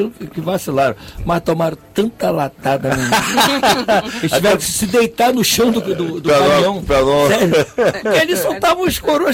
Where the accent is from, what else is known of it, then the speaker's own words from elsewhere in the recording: Rio de Janeiro, Brazil; born there; Eu nasci em Madureira.